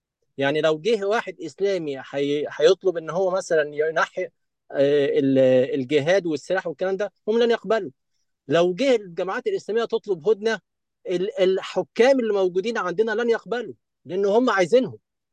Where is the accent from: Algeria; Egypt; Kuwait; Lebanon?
Egypt; عندنا في مصر مشاكل مع جماعات مثلا تنظيم الدوله